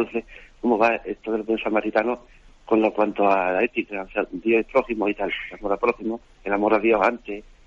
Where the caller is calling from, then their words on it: Seville, Andalusia, Spain; de Sevilla, ¿no?